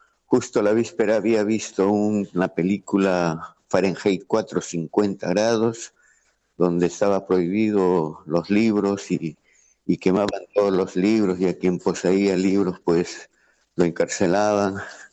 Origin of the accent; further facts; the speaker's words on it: Peru; peruano, de paso por aquí, por Argentina, y ya de Buenos Aires de regreso a Lima